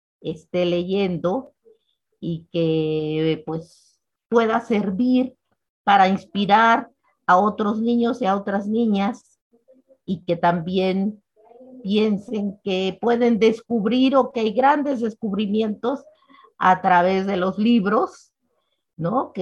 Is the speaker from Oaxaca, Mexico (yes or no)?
yes; Oaxaca, Mexico; Yo soy de Oaxaca y vivo en Oaxaca desde hace ya muchos años y estoy muy feliz de estar en esta ciudad que me parece maravillosa.